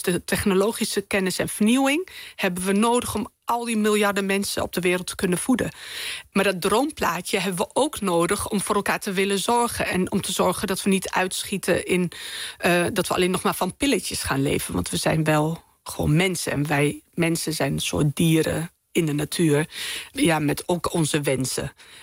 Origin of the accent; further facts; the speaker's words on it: Winterswijk, Gelderland, Netherlands; ik ben zeg maar begonnen als Marokkaans Winterswijks meisje.